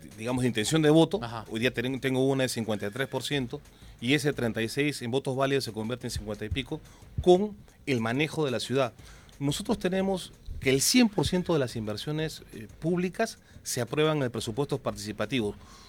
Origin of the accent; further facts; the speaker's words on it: Peru; tengamos un punto de encuentro como peruanos para evitar que el terrorismo regrese al Perú